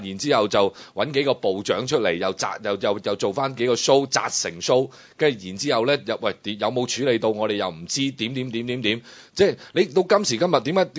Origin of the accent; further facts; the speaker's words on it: China; 咁你諗下，我呢個地係啊，我係中國人啊。不過咧，我係中國人，但係我都唔會俾我嘅細路仔喺呢度生活嘅。